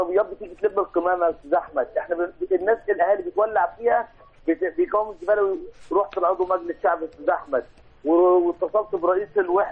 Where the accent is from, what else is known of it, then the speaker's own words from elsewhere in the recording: Sharqia Governorate, Egypt; أنا بفخر إن أنا مصري بصراحة